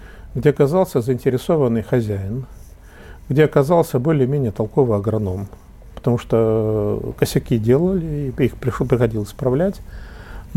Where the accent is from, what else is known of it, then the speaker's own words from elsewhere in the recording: Ural, Russia; А там сибирские мужики здоровые, я уралец